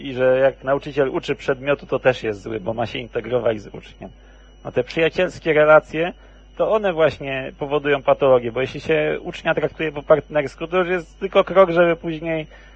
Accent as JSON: {"language": "Polish", "region": "Kuyavian-Pomeranian Voivodeship", "country": "Poland", "tie": "born or raised there", "said": "Także ja akurat na Kujawach się wychowałem, bo tam akurat moja część rodziny wylądowała."}